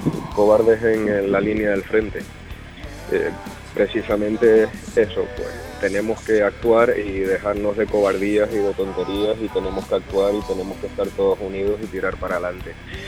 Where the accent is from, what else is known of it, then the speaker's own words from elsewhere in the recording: Canary Islands, Spain; La verdad es que la gente ya nos conoce como los canarios.